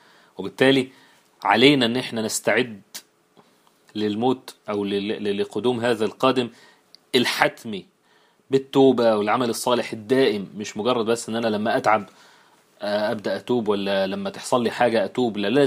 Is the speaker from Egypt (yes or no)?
yes; Egypt; والعجوز اللي احنا بنقولها احنا كمصريين على الكبير في السن